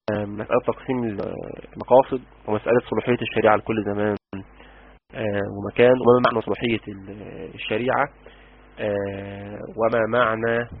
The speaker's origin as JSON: {"language": "Arabic", "country": "Egypt", "said": "ده كلام مفاطل اللي بنقوله عندنا في مصر"}